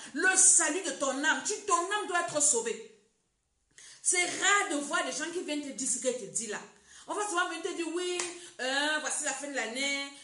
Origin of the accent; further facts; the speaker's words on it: Cameroon; comme on dit chez nous au Cameroun.